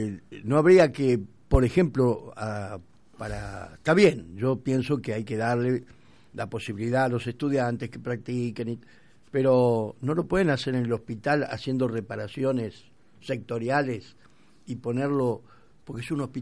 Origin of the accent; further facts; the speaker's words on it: Argentina; Bueno, así somos los argentinos.